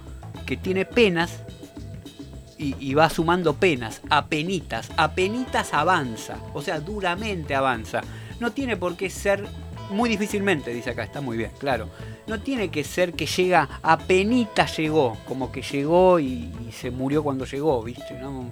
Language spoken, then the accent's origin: Spanish; Argentina; que me salió como tango, es que soy argentino, ¿verdad?